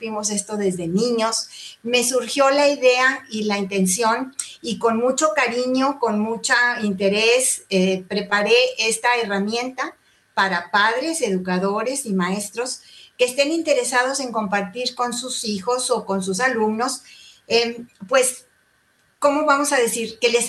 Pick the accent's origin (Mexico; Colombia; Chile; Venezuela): Mexico; de México, tengo 50 años de casada